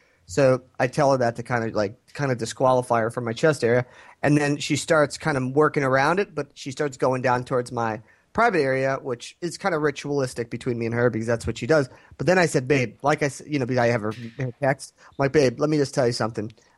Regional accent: United States; And you know me, I'm an American. I'm a white male.

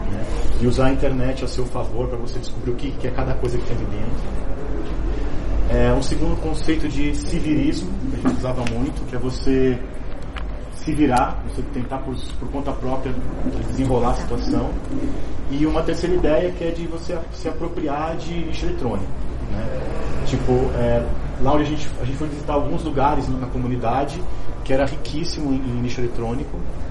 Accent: Santo André, São Paulo, Brazil; eu sou de Santo André

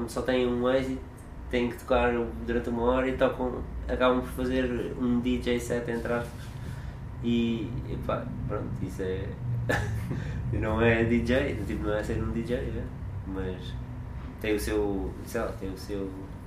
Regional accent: Almada, Setúbal, Portugal; em Almada, onde eu cresci

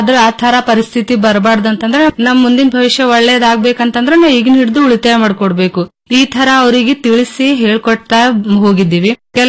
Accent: Ainapur, Karnataka, India; ನಾನು ಐನಾಪುರ ಗ್ರಾಮದಲ್ಲಿ ಡಿಜಿಟಲ್ ಸಖಿಯಾಗಿ ಕೆಲಸ ಮಾಡುತ್ತಿದ್ದೇನೆ. … ತಾಲೂಕಾ ಚಿಂಚೋಳಿ, ಜಿಲ್ಲಾ ಕಲಬುರಗಿ.

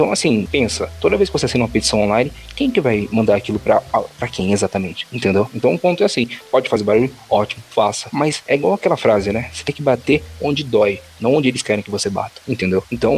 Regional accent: São Paulo, Brazil; inclusive pra mim, que eu sou aqui de São Paulo

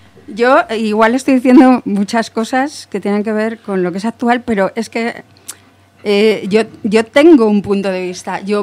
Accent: Spain; porque vivo en España, porque soy española

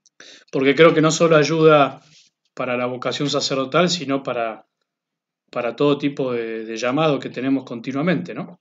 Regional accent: Bella Vista, Buenos Aires Province, Argentina; also born or lived in San Miguel de Tucumán; ya de muy chico mis padres por trabajo se tuvieron que venir a Buenos Aires. Soy el cuarto de 7 hermanos, así que, bueno, casi que me crié acá en Buenos Aires, en la zona de Bellavista.

